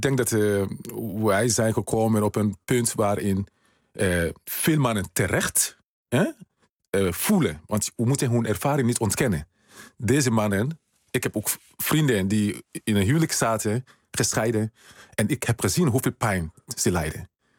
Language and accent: Dutch; Sierra Leone; now in Netherlands; Ja, ik kom uit Sierra Leone.